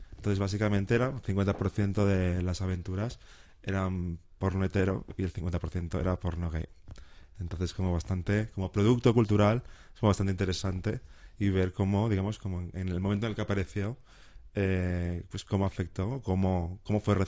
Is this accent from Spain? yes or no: yes; Barcelona, Catalonia, Spain; en Barcelona, que es de donde soy yo, y acá en Bogotá.